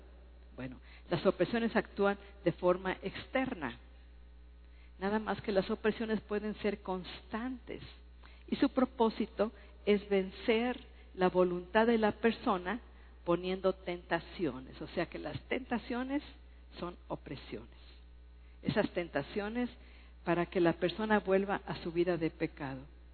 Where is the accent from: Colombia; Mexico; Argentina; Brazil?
Mexico; Durango; Yo soy de Durango y me han picado 3 alacranes y no me hicieron nada.